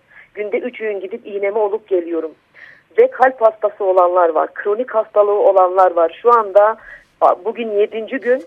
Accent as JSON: {"language": "Turkish", "region": "Van", "country": "Turkey", "said": "ben bir BDP eş başkanı olarak değil, bir Vanlı olarak, bir anne olarak, çocukları olan bir kadın olarak"}